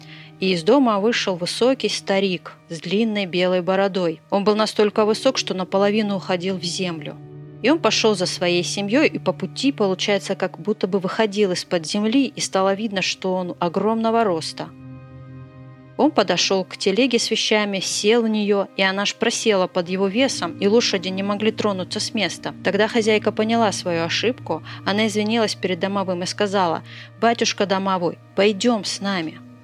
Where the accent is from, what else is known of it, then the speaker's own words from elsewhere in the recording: Shcherbinka, Moscow, Russia; мне 44 года, я из Щербинки.